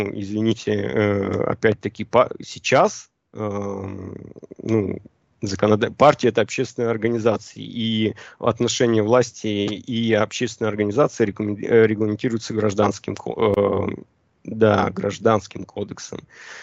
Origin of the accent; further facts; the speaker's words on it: Yekaterinburg, Sverdlovsk Oblast, Russia; Да, я же сам из Екатеринбурга.